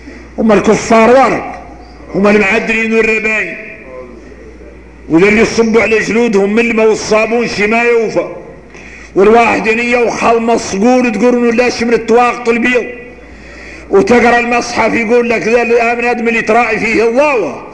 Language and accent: Arabic; Mauritania; واحنا موريتاني